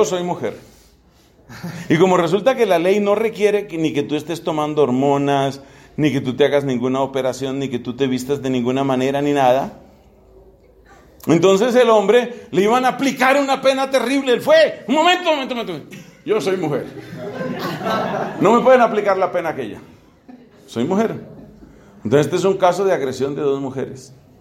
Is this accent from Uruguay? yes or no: no; Colombia; Mi cuerpo colombiano me obliga a comer tamal, arepa, otras cosas.